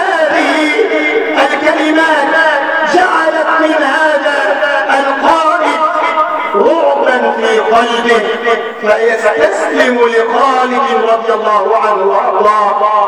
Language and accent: Arabic; Egypt; واجعل بلدنا مصر بلد أمن وأمان